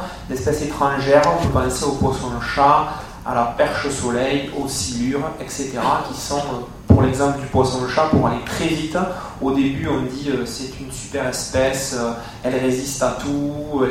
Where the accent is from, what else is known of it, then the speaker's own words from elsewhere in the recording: Southwest France, France; plus vers chez moi, à Toulouse ou à Bordeaux